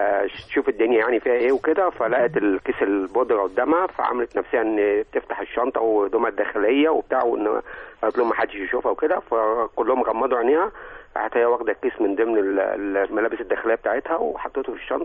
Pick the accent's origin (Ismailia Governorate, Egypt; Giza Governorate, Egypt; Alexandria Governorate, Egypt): Giza Governorate, Egypt; Faisal; من فيصل يا فندم